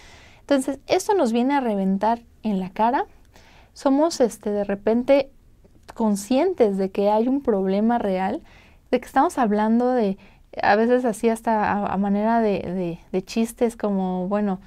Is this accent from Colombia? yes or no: no; Mexico; Y pues al principio nosotros como mexicanos lo veíamos como que muy chévere, ¿no?